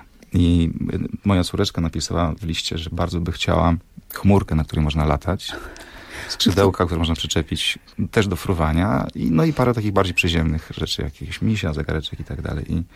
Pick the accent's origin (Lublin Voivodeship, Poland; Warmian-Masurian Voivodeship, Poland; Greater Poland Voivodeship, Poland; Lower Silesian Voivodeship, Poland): Warmian-Masurian Voivodeship, Poland; Olsztyn; I ja jestem, pochodzę z Olsztyna, jeździmy do moich rodziców.